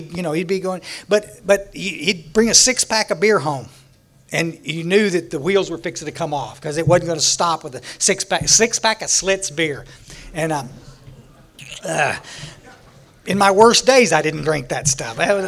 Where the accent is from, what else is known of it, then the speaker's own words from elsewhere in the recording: Texas, United States; I was born out in West Texas, when we were about 11, we moved to the Hill Country, up down by San Antonio. And we're about 60 miles northwest of San Antonio.